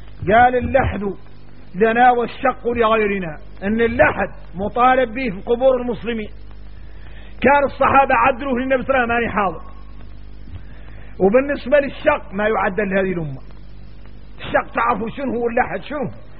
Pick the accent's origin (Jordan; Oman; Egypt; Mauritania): Mauritania; عندنا احنا موريتاني